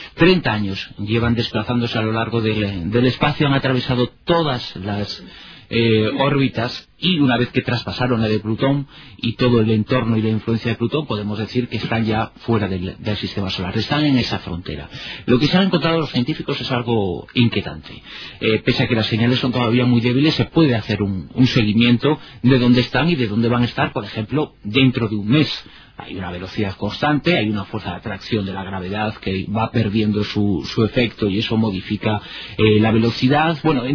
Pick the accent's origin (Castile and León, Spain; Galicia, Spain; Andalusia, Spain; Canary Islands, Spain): Galicia, Spain; soy gallego del norte y del sur.